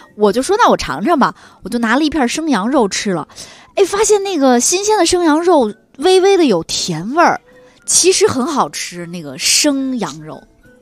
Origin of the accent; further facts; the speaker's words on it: Guangxi, China; 作为一个广西人，那肯定是烟熏腊肉了